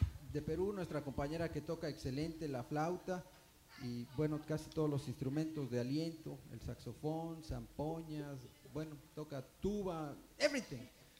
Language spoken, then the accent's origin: Spanish; Mexico; yo soy mexicano.